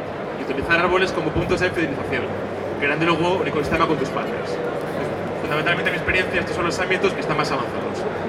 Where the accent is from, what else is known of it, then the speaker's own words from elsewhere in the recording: Asturias, Spain; que está en mi tierra, en Asturias